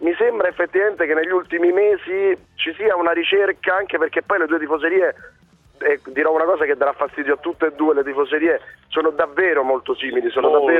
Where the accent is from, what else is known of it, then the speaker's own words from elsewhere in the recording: Rome, Lazio, Italy; Io soffro da romano, da romano napoletano soffro molto